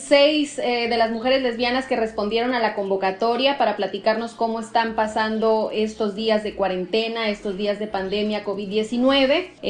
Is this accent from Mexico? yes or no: yes; Mexico; somos mujeres lesbianas de la República Mexicana.